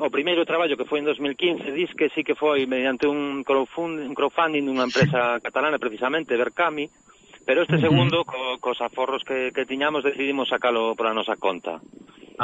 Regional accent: Vigo, Galicia, Spain; now in Mondariz, Spain; sí que temos a raíz en Vigo, eu e Bea somos de Vigo, pero vivimos en Mondariz

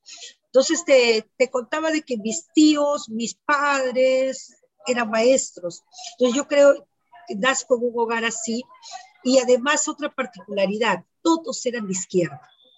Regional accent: Lima, Peru; born there; Entonces ahora me veo obligada a poner que nací en Lima, pues, ¿no? Porque antes yo ponía Canta en 1959, ahora pongo Lima en 1959

